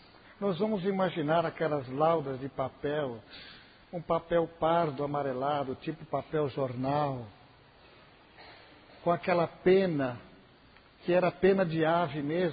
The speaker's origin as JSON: {"language": "Portuguese", "town": "Mirassol", "region": "São Paulo", "country": "Brazil", "said": "Eu sou de Mirassol. Mirassol é uma grande cidade, uma das maiores cidades deste país."}